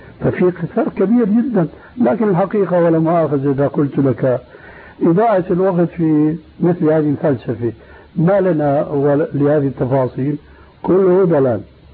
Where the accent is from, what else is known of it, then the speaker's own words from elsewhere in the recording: Syria; لكن النوبات مستعملة عندنا في سوريا